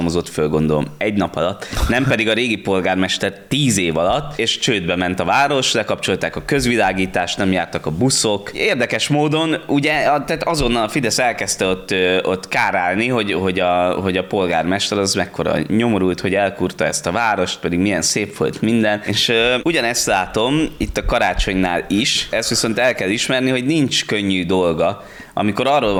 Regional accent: Esztergom, Komárom-Esztergom, Hungary; Nyilván esztergomiként én még emlékszem arra

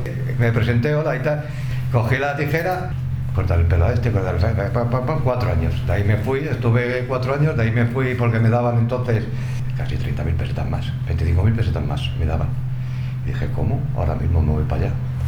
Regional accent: Madrid, Community of Madrid, Spain; Porque yo soy de la Plaza Castilla y sigo viviendo en la Plaza Castilla.

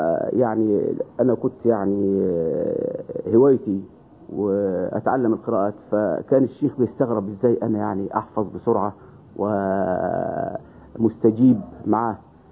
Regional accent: Upper Egypt, Egypt; فبعد ما زرت القاهرة أنا انبسطت بيها ووجدت بلاد غير بلادنا. فرجعت إلى بلادي الصعيد

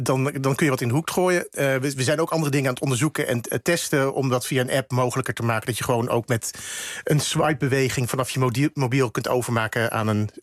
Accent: Gouda, South Holland, Netherlands; Ik kom zelf uit Gouda, vorig jaar 750 jaar.

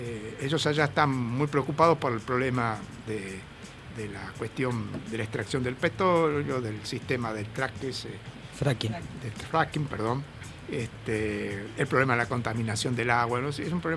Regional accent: Buenos Aires, Argentina; yo soy un porteño de Buenos Aires

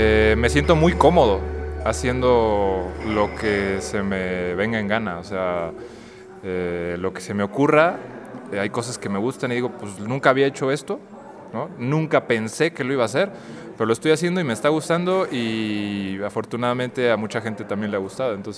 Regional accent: La Paz, Baja California Sur, Mexico; now in Mexico City, Mexico; hago música y vengo de La Paz, Baja California Sur. Ahorita ando acá en el DF

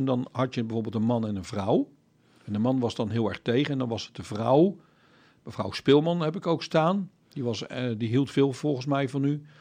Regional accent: Netherlands; En dan, ja, ik schaam mij toch wel een beetje als een Nederlander.

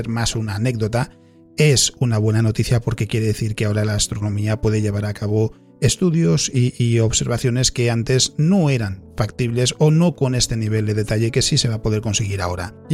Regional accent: Spain; duele un poquito más siendo español

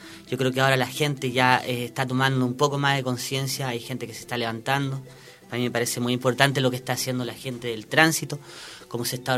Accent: La Vega, Atacama, Chile; Yo soy de La Vega, eso está más... aproximadamente como a 4 kilómetros de la cabecera comunal, Alto El Carmen, la comuna, ¿no es cierto? Y bueno, es un valle transversal, el último valle que más o menos corta el desierto

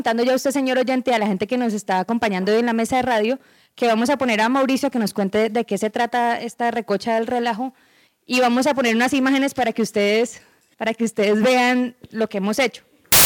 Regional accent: Cali, Valle del Cauca, Colombia; Yo soy caleña, pero cuando estoy mucho tiempo con los paisas se me pega un paisa raro, entonces como un híbrido.

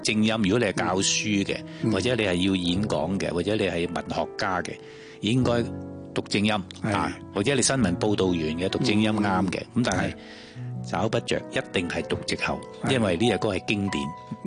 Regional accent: Guangdong, China; 可能我哋都系广东人。

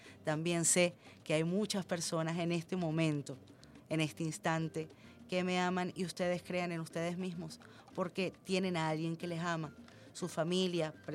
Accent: Venezuela; Somos venezolanos que tenemos un mismo sentir, tenemos un mismo amor por una patria

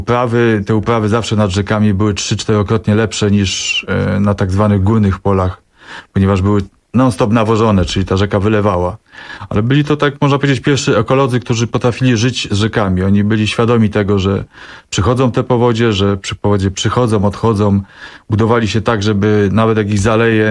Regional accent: Nowe Miasto nad Pilicą, Masovian Voivodeship, Poland; bo jestem też z małej miejscowości Nowe Miasto nad Plisą

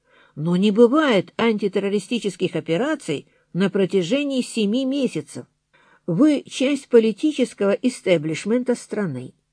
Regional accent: Grozny, Chechnya, Russia; староста группы, сам из Грозного.

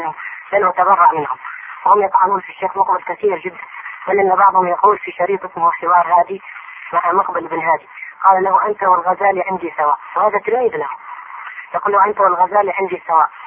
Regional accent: Hadhramaut, Yemen; عندنا في حضرموت

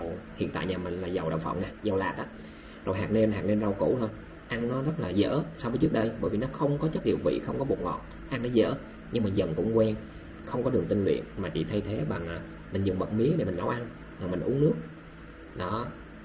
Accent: Đắk Lắk, Vietnam; born there; moved away; em đâu phải người miền Tây, em là người sinh ra ở Đắk Lắk và em tha phương cầu thực.

